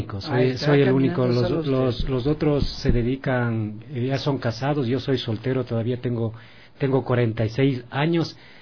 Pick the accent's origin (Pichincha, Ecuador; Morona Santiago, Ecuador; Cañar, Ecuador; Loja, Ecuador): Pichincha, Ecuador; Tumbaco; nosotros somos originarios de acá del cantón Quito, de parte de papá. Somos de Tumbaco, Pifo, en lo que es las comunidades de La Cocha.